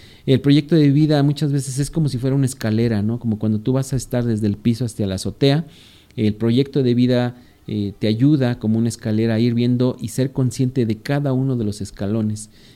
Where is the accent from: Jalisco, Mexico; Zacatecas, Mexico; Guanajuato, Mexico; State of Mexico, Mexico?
State of Mexico, Mexico; Valle de Chalco; Saludos para allá, para, bueno, pues sí, justamente Valle de Chalco, de donde yo vengo.